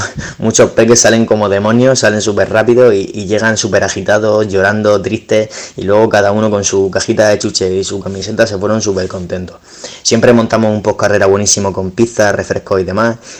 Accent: Rojales, Valencian Community, Spain; aquí en mi pueblo parece de película

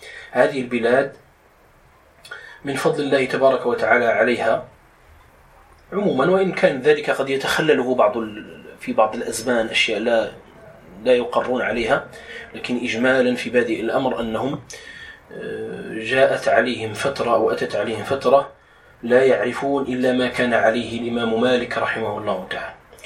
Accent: Morocco; يسهل بما يتلائم مع فهم المغاربة أو دارجتنا المغربية

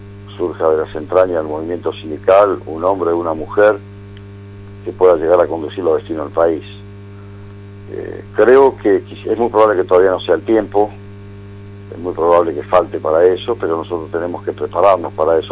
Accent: Lomas de Zamora, Buenos Aires Province, Argentina; now in La Plata, Argentina; logramos un trabajo territorial en mi ciudad natal, que es Lomas

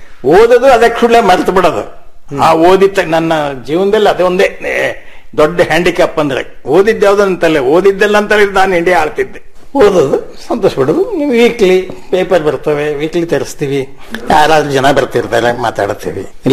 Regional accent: Hosakote, Karnataka, India; ಅಲ್ಲೇ ಹೊಸಕೋಟೆ ಅಂತ ನಮ್ಮ ಊರು. ಆ ಊರ್ ಮುಳುಗಡೆ ಆದ್ಮೇಲೆ ನಮ್ಮ ತಂದೆ 4 ಕಡೆ ಆಸ್ತಿ ಮಾಡಿದ್ರು.

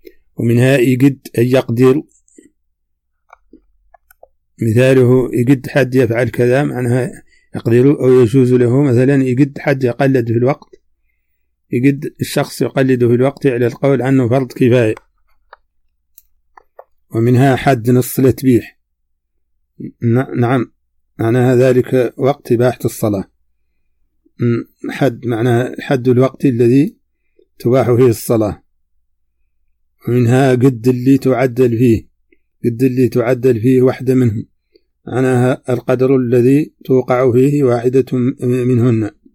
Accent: Mauritania; accent: Hassaniya

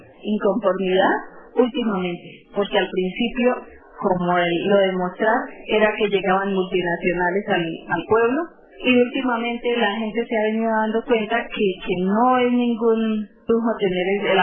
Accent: Pesca, Boyacá, Colombia; En Pesca, que es de donde yo vengo

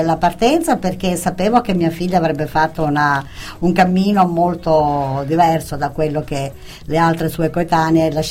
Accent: Menfi, Sicily, Italy; Anch'io da Menfi.

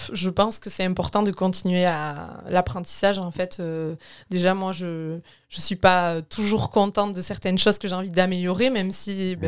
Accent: Hendaye, Nouvelle-Aquitaine, France; now in Cambo-les-Bains, France; je suis originaire d'Andaye, mais j'habite à Cambo-les-Bains depuis 4 ans bientôt.

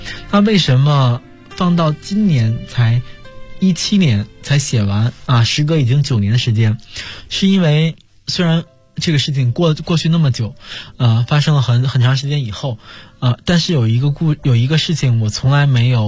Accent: China; 我觉得 作为一个中国人还是应该出手相助的。

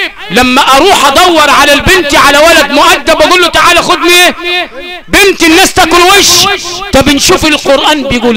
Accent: Sharqia Governorate, Egypt; في مثل عندنا في الشرقية معرفش وصل الصعيد ولا لا

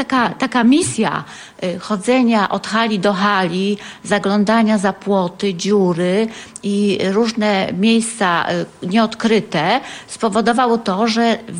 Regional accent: Tarnów, Lesser Poland, Poland; now in Legnica, Poland; My pochodzimy razem z Tarnowa. Było to miasto, czy jest to miasto, to miasto wychowało nas z miłością do siebie.

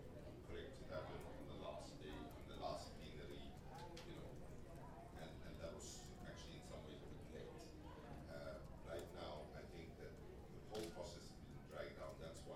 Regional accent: South Africa; if I can answer it as a South African

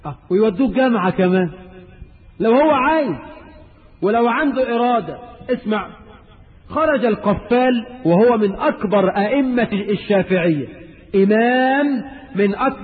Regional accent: Egypt

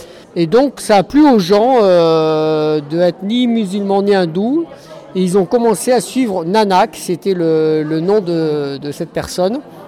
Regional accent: France; des Pyrénées, ma mère était de Grenoble, des Alpes, voilà, je suis complètement français malgré que j'ai beaucoup voyagé.

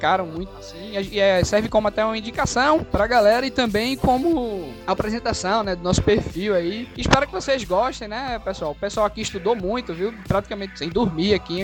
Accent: Recife, Pernambuco, Brazil; eu sou aqui de Recife.

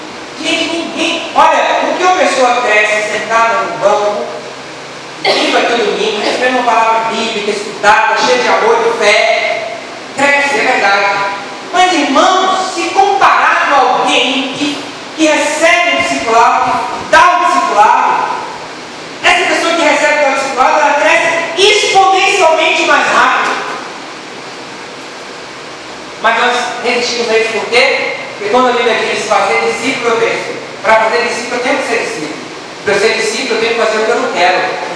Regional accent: Salvador, Bahia, Brazil; lá nos Alagados, de onde eu vim em Salvador, sabe, Alagados, em Salvador, de lá, baixo chamado Massaranduba.

